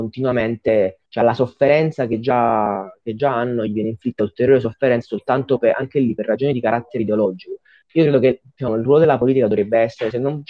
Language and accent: Italian; Naples, Campania, Italy; Io sono di Napoli